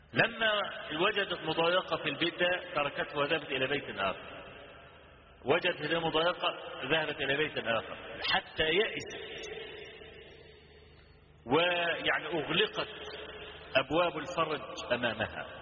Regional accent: Egypt; كان في شارع الهرم عندنا في مصر،

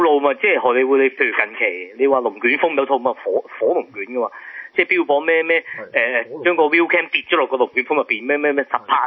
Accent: Hong Kong; 可能我哋香港人 get 唔到，即係可能外國係興呢啲細水長流啲

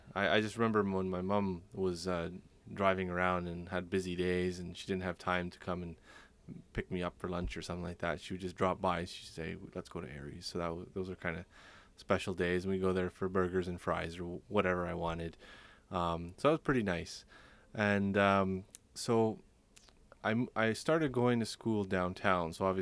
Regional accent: Toronto, Ontario, Canada; I'm from Toronto, Ontario, and the story's also from Toronto, Ontario.

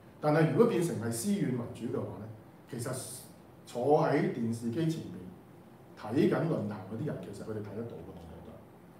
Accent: Hong Kong; 如果我們香港人的價值觀

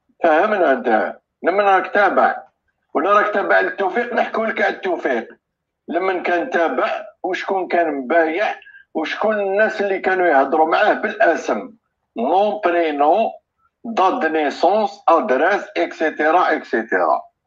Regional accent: Algeria; وعندنا قضيتنا هي الجزائر، والجزائر خط احمر

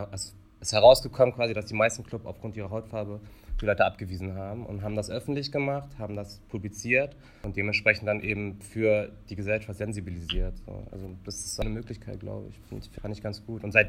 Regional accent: Braunschweig, Lower Saxony, Germany; ich komme aus Braunschweig

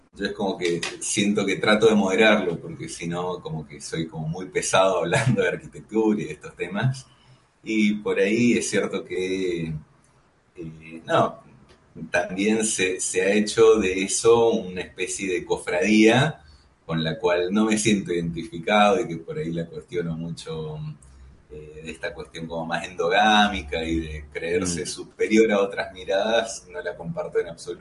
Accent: Mendoza, Argentina; Sí, soy de Mendoza, soy el más chico de una familia muy, muy amplia, somos 7 hermanos.

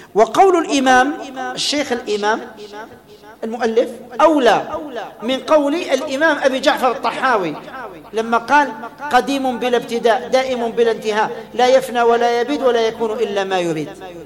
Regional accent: Algeria; كنا بين 16، احنا كنا جزائريين

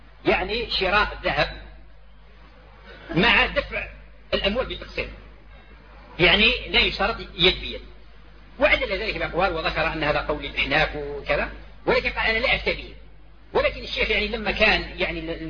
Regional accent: Algeria; ونحن دعاة من الجزائر

